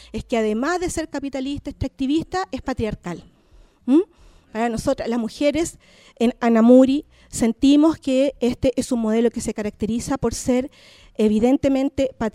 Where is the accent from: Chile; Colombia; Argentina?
Chile; Santiago, Santiago Metropolitan Region; yo soy nacida y criada en Santiago, evidentemente, pero soy mapuche